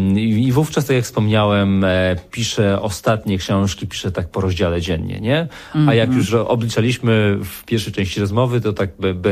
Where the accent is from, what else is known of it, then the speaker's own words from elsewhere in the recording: Beskids, Poland; Tak, trochę te góry. No ja się wychowałem w tych górach, więc to jest mi bardzo bliskie.